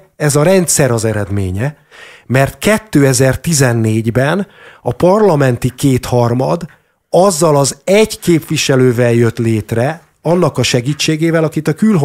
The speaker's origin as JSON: {"language": "Hungarian", "country": "Hungary", "said": "mert ha én egyébként magyarországi magyarként kimegyek dolgozni külföldre, már a választás pillanatában hátrányban vagyok"}